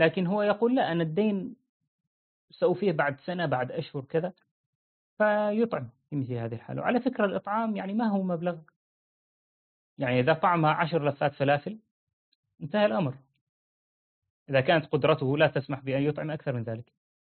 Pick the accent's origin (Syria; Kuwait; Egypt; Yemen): Syria; أنا سوري، جنسيتي يعني فرحان جدا بجنسية بشار الأسد